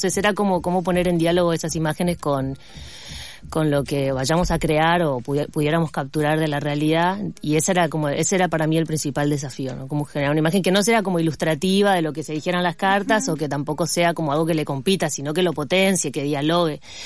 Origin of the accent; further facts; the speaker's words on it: Formosa, Argentina; also born or lived in La Plata; Y comenzó en Formosa, yo soy de Formosa. Y bueno, cuando estudié en La Plata, viví mucho tiempo para allá, y cuando volví a Formosa